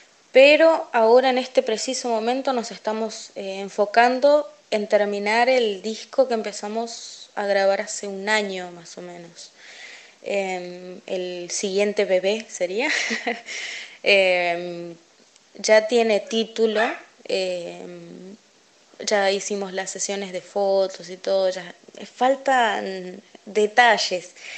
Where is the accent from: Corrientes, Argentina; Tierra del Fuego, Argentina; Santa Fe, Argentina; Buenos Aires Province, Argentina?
Corrientes, Argentina; also born or lived in Buenos Aires; yo soy de aquí de Buenos Aires, nací acá en Buenos Aires, pero me crié en Corrientes, allá en... estuve un tiempo viviendo con mis abuelos, sé lo que es la vida de campo realmente